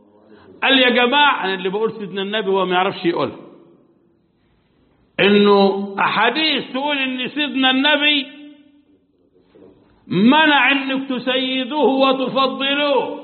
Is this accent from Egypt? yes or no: yes; Egypt; احنا عندنا في مصر شخصية خرافية لا واقع لها في التاريخ